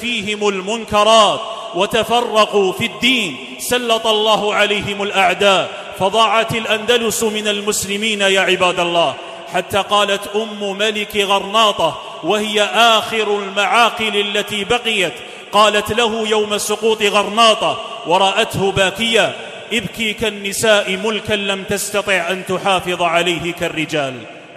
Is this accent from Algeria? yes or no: yes; Algeria; لتبقى بلادنا الجزائر